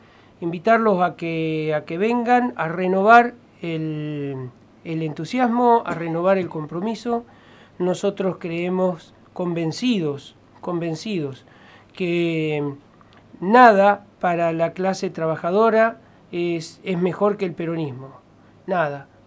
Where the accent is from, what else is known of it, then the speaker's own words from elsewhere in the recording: Argentina; Somos Argentina, con las dificultades que Argentina tiene.